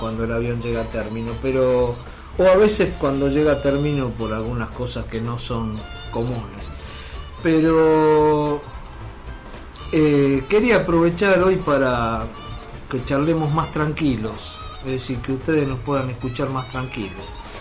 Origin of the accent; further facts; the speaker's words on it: Buenos Aires, Argentina; Yo vengo de un barrio, vengo del barrio de Nueva Pompeya, en donde cuando era chico la gente se jubilaba temprano